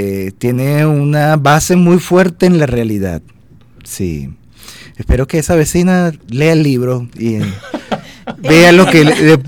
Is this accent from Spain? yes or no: no; Puerto Cabello, Carabobo, Venezuela; Yo soy de Puerto Cabello y mi papá es de Caracas, era de Caracas, que en paz descanse, y siempre nos traía acá a Caracas